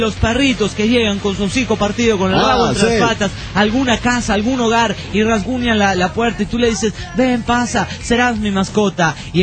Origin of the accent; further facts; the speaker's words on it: Argentina; y soy de Argentina.